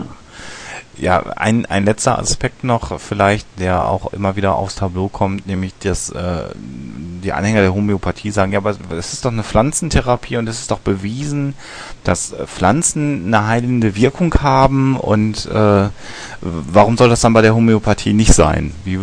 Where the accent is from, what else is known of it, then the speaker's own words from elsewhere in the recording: North Rhine-Westphalia, Germany; wir kommen aus dem Münsterland, wo ja jeder dritte Mensch ein Pferd hat